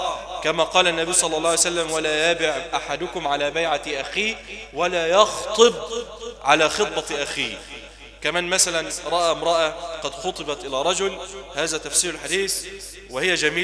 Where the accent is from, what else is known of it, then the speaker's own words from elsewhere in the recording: Egypt; ونسأل الله أن يجعل بلدنا مصر واحة للأمن والأمان